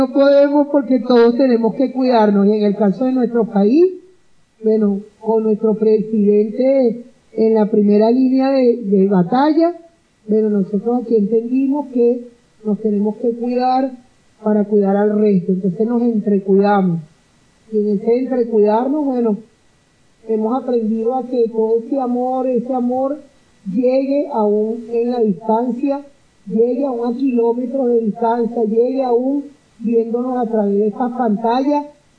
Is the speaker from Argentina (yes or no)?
no; Venezuela; Y en el caso nuestro, como venezolanas y venezolanos, bueno, nuestra hermosa patria